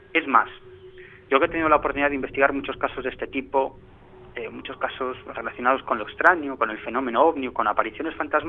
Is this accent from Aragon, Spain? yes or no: no; Galicia, Spain; Yo soy gallego, por lo tanto, ¿qué voy a decir yo de Galicia?